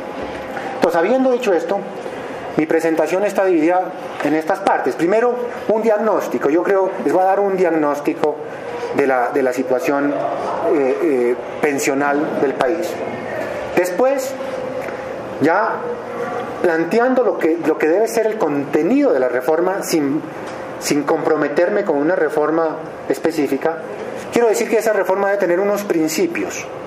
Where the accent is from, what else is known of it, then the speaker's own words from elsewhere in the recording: Pasto, Nariño, Colombia; yo no soy moderado ni soy francés, yo soy de Pasto, ¿no?